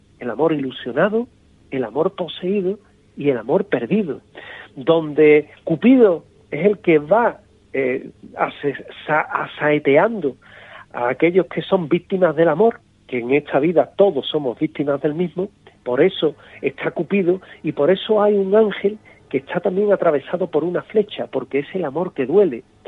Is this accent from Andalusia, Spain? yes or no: yes; Seville, Andalusia, Spain; algo que te explica la historia de mi tierra, el Ayuntamiento de Sevilla.